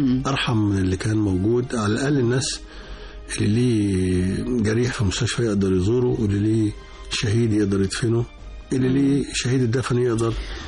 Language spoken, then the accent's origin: Arabic; Egypt; مش عشان أنا مصري ولا حاجة